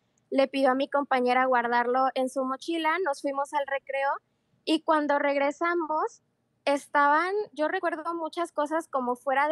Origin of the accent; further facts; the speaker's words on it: Mexico; en mi familia siempre ha habido esta cultura donde como buenos mexicanos creemos en chaneques